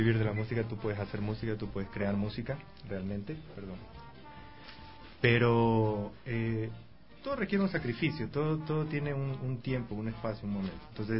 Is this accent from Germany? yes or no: no; Esmeraldas, Ecuador; mi papá es de Esmeraldas. Y ustedes saben, pues aquí la sociedad patriarcal pues nos regresaron a Esmeraldas, y en Esmeraldas yo me crié. Esmeraldas es mi tierra